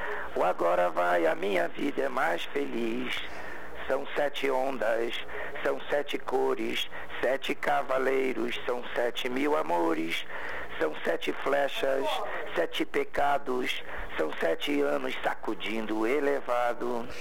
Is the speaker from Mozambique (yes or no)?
no; Rio de Janeiro, Brazil; now in São Paulo, Brazil; Então, eu estou em São Paulo há 18 anos.